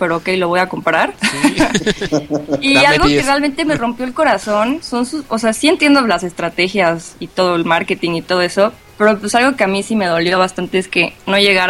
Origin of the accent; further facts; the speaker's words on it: Cuernavaca, Morelos, Mexico; Yo soy de Cuernavaca.